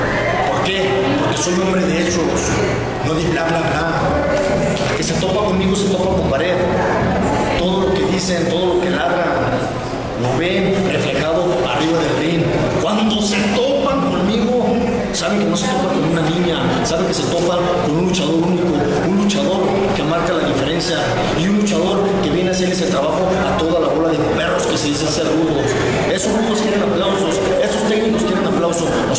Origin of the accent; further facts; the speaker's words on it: Jalisco, Mexico; simplemente en Guadalajara, en mi tierra, grábenselo bien, mi tierra, pero no mi pueblo, soy de tan Jalisco